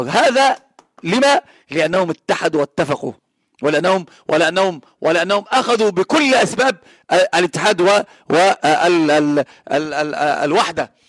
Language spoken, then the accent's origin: Arabic; Egypt; عندنا في مصر العوام يقولون المركب الذي لها اثنان من ربان السفينة لا يمكن أن تسير، لابد أن تغرق.